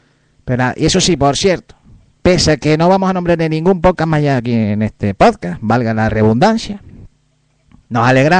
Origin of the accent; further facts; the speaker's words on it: Canary Islands, Spain; Es que nosotros ahí, como somos canarios, ¿eh? Nos cuesta ahí para...